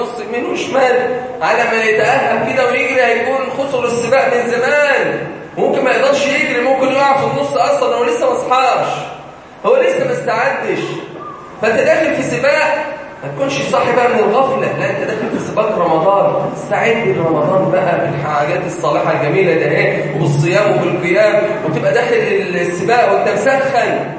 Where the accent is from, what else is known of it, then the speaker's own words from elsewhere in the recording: Egypt; بلدنا مصر